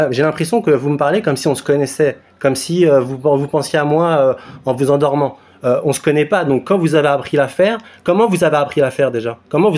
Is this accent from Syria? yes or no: yes; Syria; mon pays d'origine, mon pays natal. Et donc, il n'y a aucune interdiction pour la Syrie.